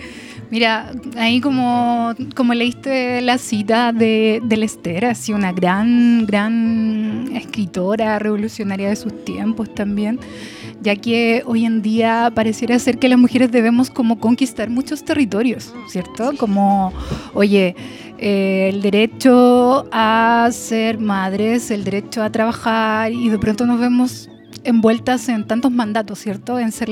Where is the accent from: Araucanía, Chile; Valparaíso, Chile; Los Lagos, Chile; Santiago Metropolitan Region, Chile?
Valparaíso, Chile; Bueno, soy porteña, soy de Valparaíso, feliz de estar acá, en el puerto, ¿no?